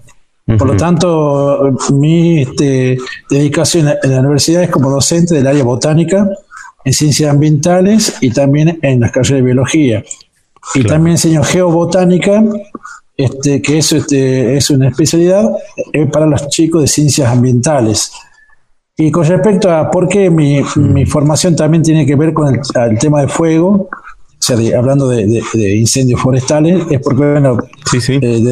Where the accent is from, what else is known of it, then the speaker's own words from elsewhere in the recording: San Antonio, Catamarca, Argentina; born there; yo soy nacido en San Antonio, de Fray Montesquieu.